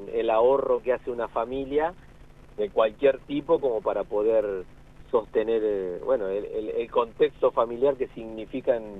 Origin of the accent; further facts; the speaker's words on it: La Pampa, Argentina; y a partir de ahí, yo me fui a estudiar, emigré de La Pampa a estudiar afuera, y cuando volví, 2006 por ahí